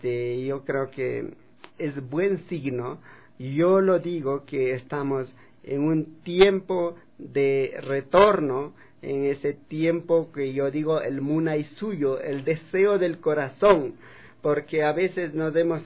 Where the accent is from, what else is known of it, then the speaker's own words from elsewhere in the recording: Calpi, Chimborazo, Ecuador; como Calpis, de donde yo vengo